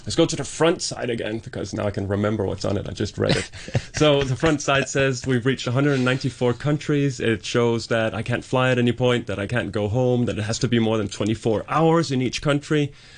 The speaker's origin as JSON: {"language": "English", "country": "Denmark", "said": "So, I come from Denmark."}